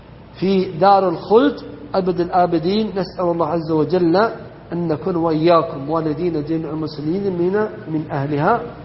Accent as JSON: {"language": "Arabic", "country": "Saudi Arabia", "said": "ومما يذكر فيحمد أن بلدنا المملكة العربية السعودية أنها ردت ذلك"}